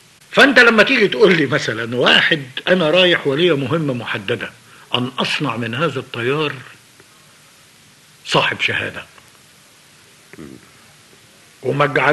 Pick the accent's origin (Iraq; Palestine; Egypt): Egypt; انا مواطن مصري هتحمل مسؤوليه الهزيمه